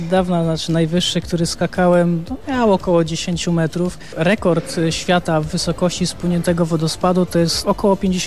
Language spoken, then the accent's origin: Polish; Lower Silesian Voivodeship, Poland; born there; Ja mam to szczęście, że się urodziłem w Karkonoszach